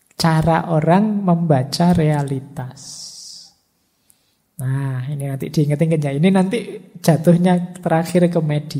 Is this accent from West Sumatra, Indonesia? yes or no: yes; Padang, West Sumatra, Indonesia; born there; Saya pak kelahiran Padang. Cara berpikir saya begini, cara ekspresi saya begini